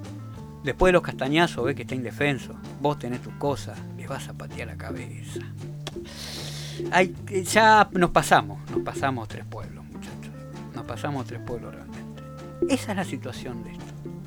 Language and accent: Spanish; Argentina; ¿Vos sabés que soy argentino como vos?